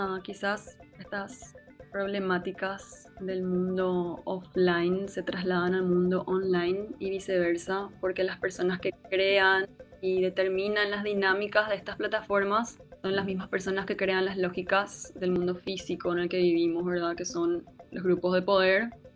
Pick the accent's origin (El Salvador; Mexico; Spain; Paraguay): Paraguay; Asunción; now in Buenos Aires, Argentina; Estoy actualmente viviendo en Buenos Aires y soy de Asunción.